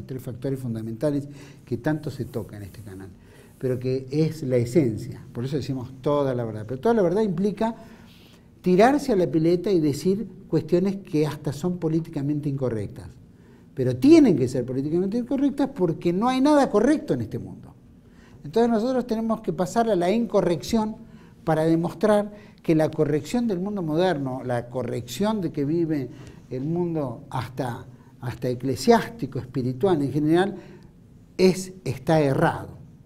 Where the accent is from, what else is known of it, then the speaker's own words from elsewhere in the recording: Argentina; nosotros no tenemos que tener miedos tampoco como argentinos en avanzar por la patria